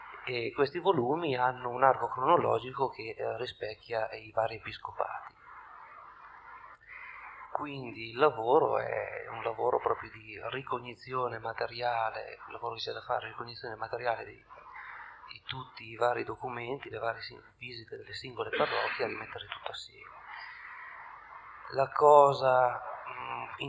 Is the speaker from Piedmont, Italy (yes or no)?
yes; Tortona, Piedmont, Italy; vengo da Tortona.